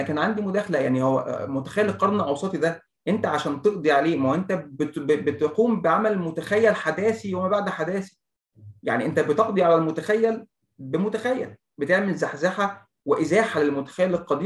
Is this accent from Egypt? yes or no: yes; Egypt; لكن أنا عاوز أقوله لك إن في الثلاث حاجات دول مش موجودين في اللي عندنا في مصر